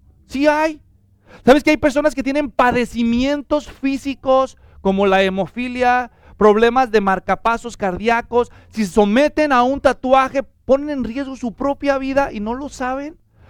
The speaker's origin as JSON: {"language": "Spanish", "country": "Mexico", "tie": "born or raised there", "said": "Cuando yo crecí en México, iba a una secundaria, eran muy estrictos"}